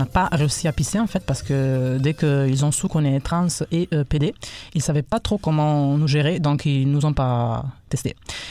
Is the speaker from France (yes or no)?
no; Italy; French is a second language; moved away as an adult; now in Canada; je suis italien, donc excuse me my French / québécois.